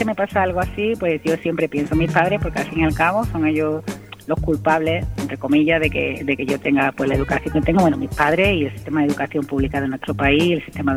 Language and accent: Spanish; Gelves, Andalusia, Spain; mi primer reconocimiento fue en mi pueblo, bueno, en mi pueblo Helves